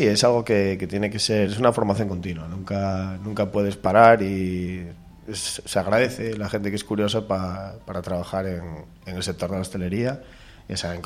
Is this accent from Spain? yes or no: yes; Tineo, Asturias, Spain; No, soy de Tineo.